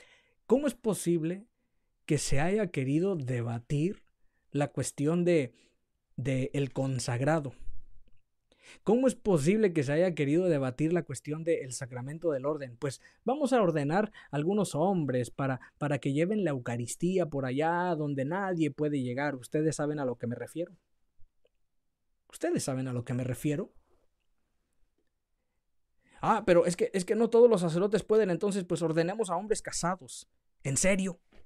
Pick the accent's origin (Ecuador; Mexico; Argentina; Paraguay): Mexico; Yo como mexicano, en los pueblos, en los ranchos